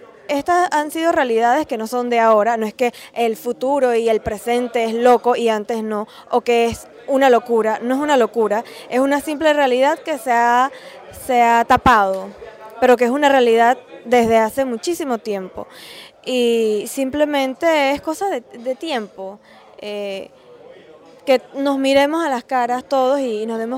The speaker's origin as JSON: {"language": "Spanish", "country": "Panama", "said": "Yo creo que como panameños y latinoamericanos todos estamos llamados a defender los derechos"}